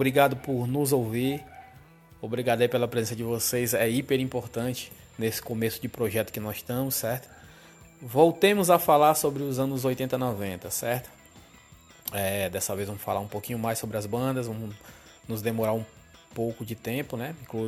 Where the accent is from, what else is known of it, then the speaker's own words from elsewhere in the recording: Florianópolis, Santa Catarina, Brazil; Eu não sou daqui, eu sou de Florianópolis, mas encontrei aqui a âncora da minha vida, ancorei por aqui.